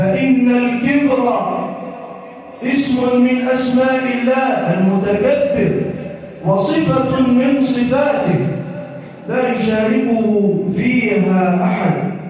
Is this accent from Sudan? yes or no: no; Egypt; واجعل بلدنا مصر راحة للأمن والأمان والسلم والسلام